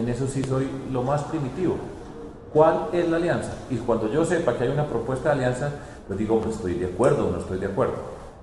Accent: Medellín, Antioquia, Colombia; yo voy a trabajar por mi tierra. Yo ya fui alcalde de Medellín, no puedo creer más en Medellín porque no es posible.

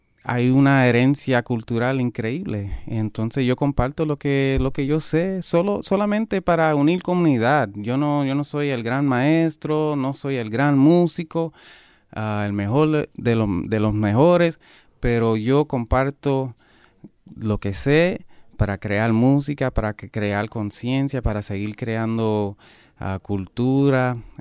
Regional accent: Puerto Rico; quererme yo mismo como boricua y nuestra cultura

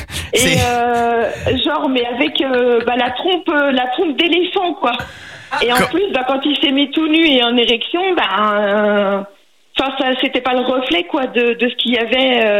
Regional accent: Nantes, Pays de la Loire, France; now in Vendée, France; Je tiens à préciser qu'à la base, je suis de Nantes.

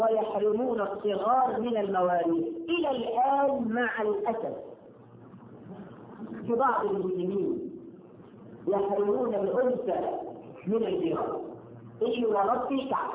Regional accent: Egypt; إحنا كمصريين ولا في حد عايزين نكسر طفل يتيم

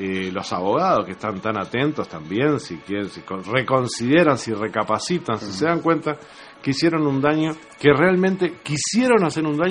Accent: Uruguay; me duele como uruguayo

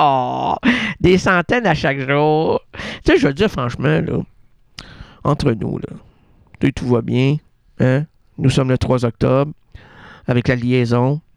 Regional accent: Quebec City, Quebec, Canada; parce que je suis un Québécois de Québec, de Laval.

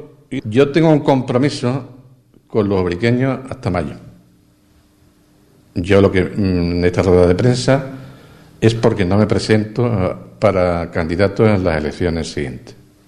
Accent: Ubrique, Andalusia, Spain; agradecer de corazón el apoyo que siempre los ubriqueños me han dado. Eso es un verdadero orgullo, haber defendido los intereses de mi pueblo.

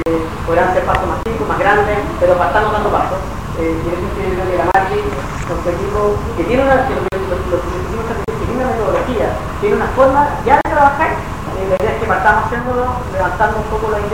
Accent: Valparaíso, Chile; born there; Yo soy porteño de nacimiento, hace hartos años que lo veo acá

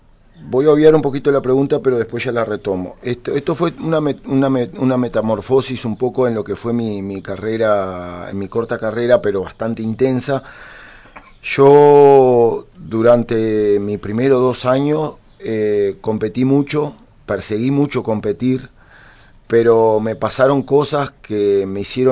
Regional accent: Durazno, Uruguay; mi pueblo, la gente de Durazno, siempre me ha apoyado, siempre ha estado conmigo.

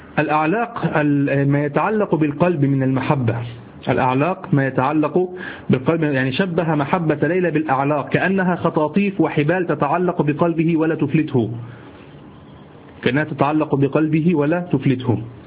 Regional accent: Egypt; عندنا في مصر

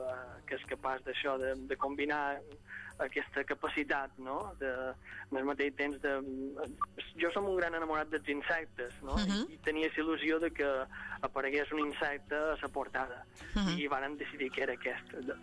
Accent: Balearic Islands, Spain; era el meu petit homenatge abans de l'autodestrucció de la meva illa.

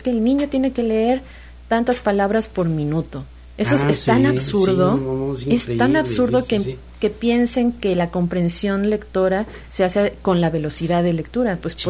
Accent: Mexico; como sociedad, como mexicanos, no nos preocupamos por el otro.

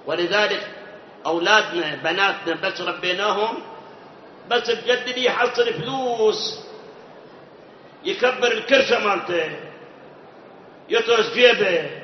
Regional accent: Iraq; الآن عندنا بالعراق، أنا ما أعرف خارج العراق، عندنا بالعراق مناطق بالمئات صلاة ما يصلي

